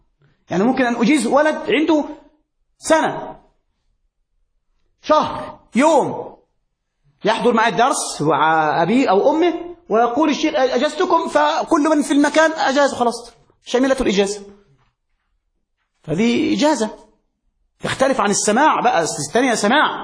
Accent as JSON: {"language": "Arabic", "country": "Egypt", "said": "عندنا في مصر"}